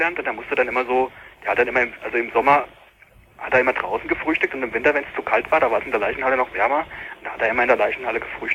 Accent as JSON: {"language": "German", "region": "Hesse", "country": "Germany", "tie": "born or raised there", "accent": "Hessian", "lives_now": "Berlin, Germany", "said": "jetzt komme ich wieder ins Hessische rein. Ich probiere echt nicht hessisch zu reden."}